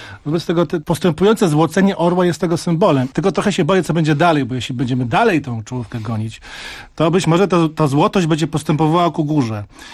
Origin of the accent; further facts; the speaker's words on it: Warmian-Masurian Voivodeship, Poland; Ja jestem, proszę pana, z Warmii i z krzyżackimi zamkami, które żeśmy zdobyli.